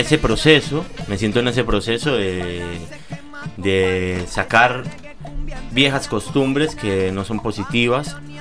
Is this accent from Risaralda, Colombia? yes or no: yes; Pereira, Risaralda, Colombia; Eso es el eje cafetero. Así que bueno, es la capital del eje cafetero. Es una pequeña metrópolis en medio de las montañas.